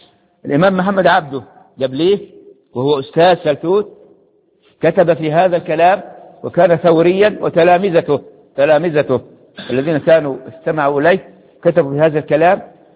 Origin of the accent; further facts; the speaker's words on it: Egypt; بلادنا بلادنا مصر عشان كيف يصلح حالها